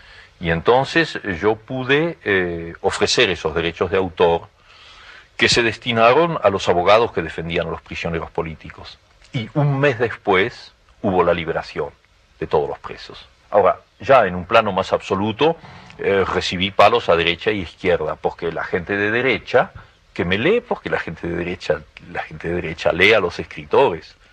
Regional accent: Argentina; Ahora, quien me lo encargaba era yo mismo como argentino.

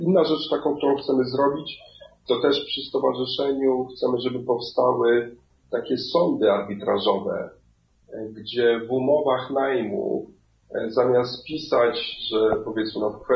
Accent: Kenya; Mimo, że sam pochodzę z Kenii i coś tam, że nie powinienem tego mówić

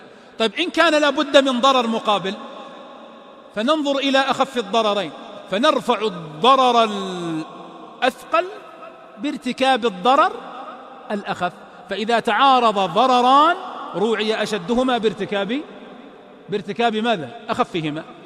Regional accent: Riyadh, Riyadh Province, Saudi Arabia; الدرايش، النوافذ قصدي، الدرايش هذه عندنا في الرياض

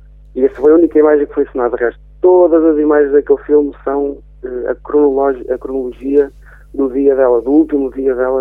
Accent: Travanca de Lagos, Coimbra, Portugal; ao fim de semana consigo ir para Oliveira, a Travanca de Lagos mais concretamente, que é a minha aldeia

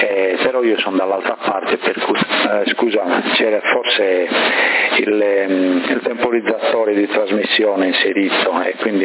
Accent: Bonorva, Sardinia, Italy; now in Sassari, Italy; da ragazzo non vivevo a Sassari allora, no? E io vengo da Bonorva, quindi là avevamo la vigna, per cui da ragazzino aiutavo

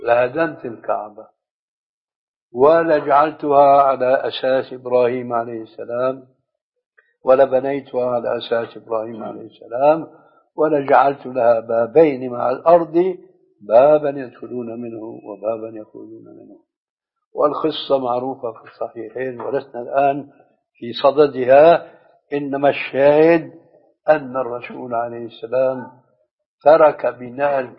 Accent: Syria; وهو كما يقولون أيضا عندنا في سوريا أبوها وأمها

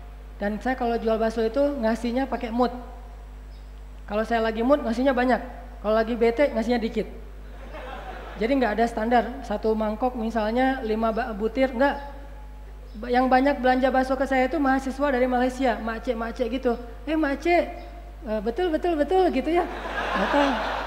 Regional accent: Aceh, Indonesia; kulkas pertama ada di rumah saya di Aceh itu, saya dari Aceh, itu pas saya di Mesir.

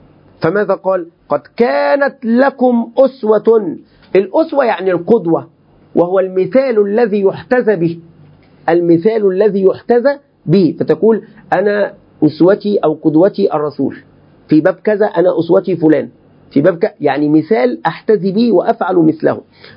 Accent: Egypt; كلمة بقى دي يعني أنا كعمي مصري يعني دايما نقول هذه الكلمة

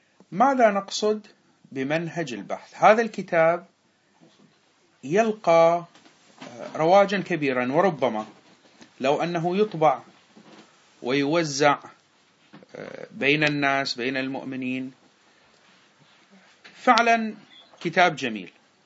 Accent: Bahrain; أحد الخطباء عندنا في البحرين

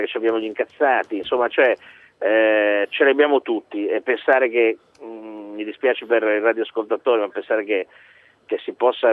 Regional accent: Liguria, Italy; visto che io sono ligure

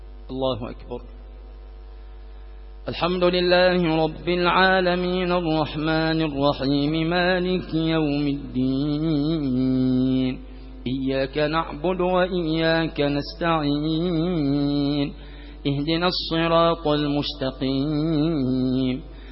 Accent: Egypt; اللهم اجعل بلدنا مصر وسائر بلاد

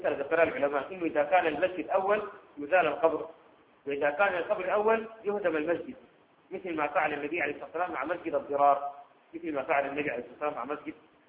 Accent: Sudan; عندنا في السودان

